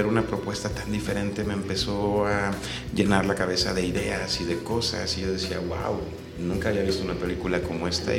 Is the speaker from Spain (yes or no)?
no; Cuernavaca, Morelos, Mexico; Sí, yo nací en Cuernavaca, pero realmente vivo aquí desde los 7 años.